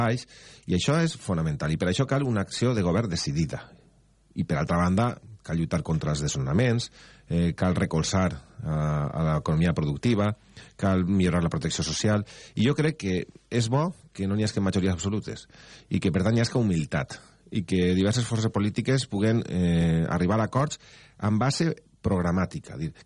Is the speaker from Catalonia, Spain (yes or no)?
no; Algemesí, Valencian Community, Spain; Vaig ser faller al meu poble, al Gemessí, a la Falla Cabanilles